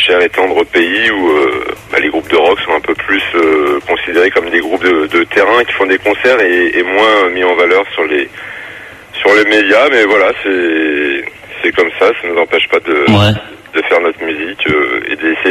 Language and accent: French; Orléans, Centre-Val de Loire, France; nous on est originaire d'Orléans